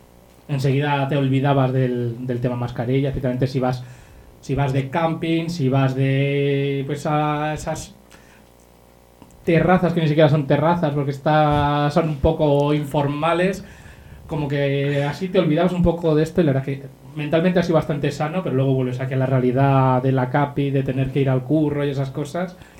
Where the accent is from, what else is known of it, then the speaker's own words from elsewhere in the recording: Castile, Spain; La meseta, somos castellanos orgullosos, pero uff